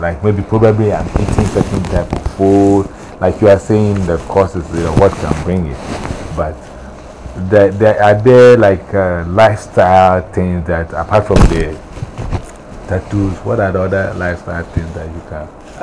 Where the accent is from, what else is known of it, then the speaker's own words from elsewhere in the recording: Ghana; I'm from Ghana.